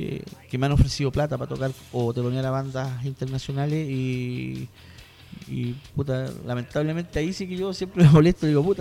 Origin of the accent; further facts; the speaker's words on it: La Florida, Santiago Metropolitan Region, Chile; yo nací en la Florida, vivo en la Florida, voy a morir en la Florida.